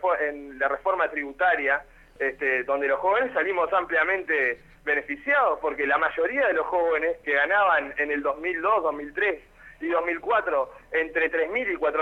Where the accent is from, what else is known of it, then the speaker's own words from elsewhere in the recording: Montevideo, Uruguay; Yo tengo 26 años, provengo del Cerro de Montevideo.